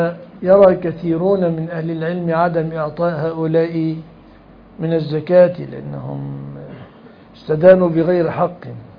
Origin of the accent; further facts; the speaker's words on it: Egypt; كما يحدث في الزواجات في بلادنا مصر